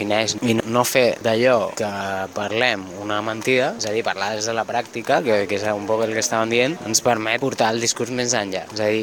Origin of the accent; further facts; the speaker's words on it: Balearic Islands, Spain; I clar, jo vinc de Mallorca